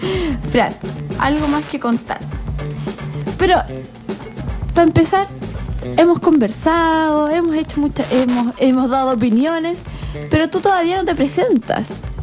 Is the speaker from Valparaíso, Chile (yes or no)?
yes; La Cruz, Valparaíso, Chile; Pero yo no soy de Viña, yo soy de la Cruz City.